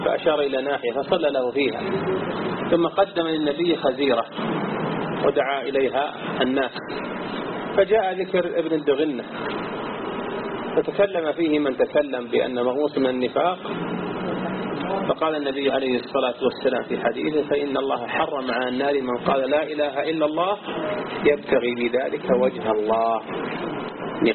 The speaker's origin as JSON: {"language": "Arabic", "region": "Najd", "country": "Saudi Arabia", "said": "التي عثرت عليها عندنا في نجد"}